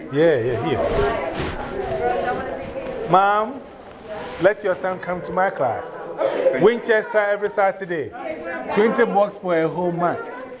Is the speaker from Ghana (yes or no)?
yes; Ghana; I'm the one from Ghana.